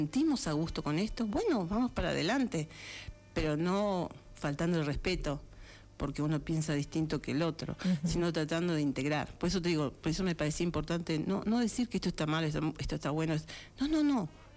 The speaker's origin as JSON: {"language": "Spanish", "country": "Argentina", "said": "¿Quiénes somos los argentinos?"}